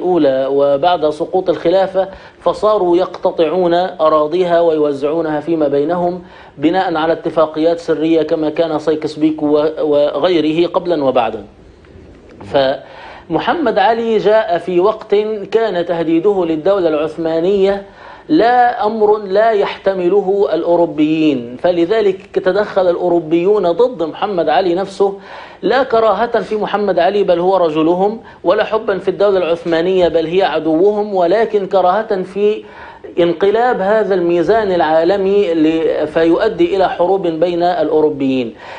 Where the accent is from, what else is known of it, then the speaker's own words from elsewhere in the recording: Egypt; يعني عندنا في مصر مؤسس هذا النظام التغريبي هو محمد علي باشا.